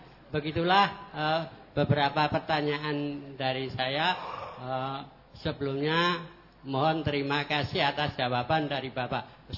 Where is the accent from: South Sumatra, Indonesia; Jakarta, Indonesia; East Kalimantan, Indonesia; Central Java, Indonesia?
East Kalimantan, Indonesia; Kota Bangun; Jadi saya dari Kota Bangun, Kabupaten Kutai Kartanegara.